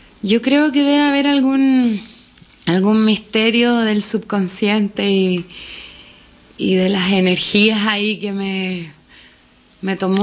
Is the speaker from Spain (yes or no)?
no; Curicó, Maule, Chile; Yo soy curicana. Curicana, yo soy de Curicó, sí.